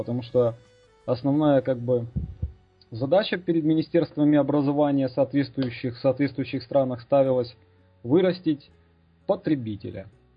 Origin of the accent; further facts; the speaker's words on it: Ukraine; поскольку я сам тоже живу, родился и вырос в Украине